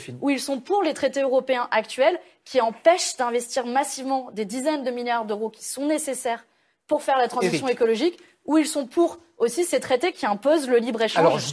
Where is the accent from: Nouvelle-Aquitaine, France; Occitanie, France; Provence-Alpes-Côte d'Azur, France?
Provence-Alpes-Côte d'Azur, France; Vous savez, j'ai grandi dans le Var